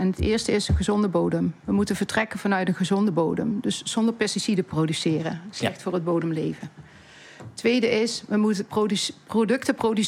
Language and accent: Dutch; Limburg, Netherlands; Ik kom uit Zuid-Limburg, dus ik ken een beetje het platteland.